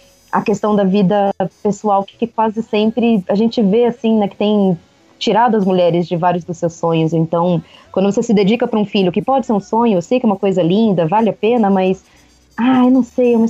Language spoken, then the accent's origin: Portuguese; Pernambuco, Brazil; até por conta da minha infância em Pernambuco e tudo mais